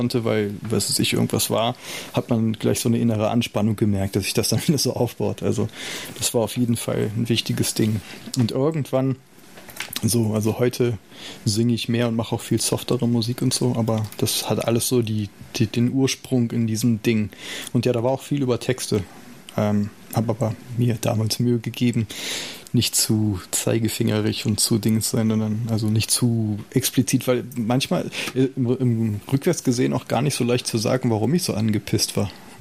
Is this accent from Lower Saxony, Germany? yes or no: yes; Salzgitter, Lower Saxony, Germany; ich bin in Salzgitter groß geworden, eine nicht gerade musische Stadt mit nicht besonders vielen Möglichkeiten außerhalb der Auto- und Stahlindustrie und so.